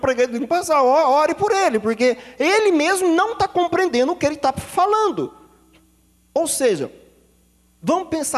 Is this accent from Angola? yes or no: no; Botucatu, São Paulo, Brazil; Eu cheguei numa igreja uma vez lá na minha cidade, no Botucatu